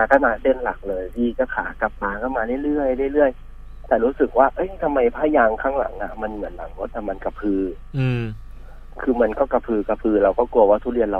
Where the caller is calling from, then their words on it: Pattaya, Chonburi, Thailand; อยู่ที่พัทยาครับพี่